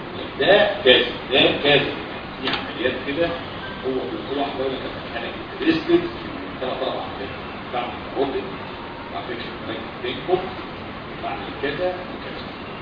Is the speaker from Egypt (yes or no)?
yes; Egypt; بس احنا بلدنا مصر في مصر حاجه بلاد الحلوه دي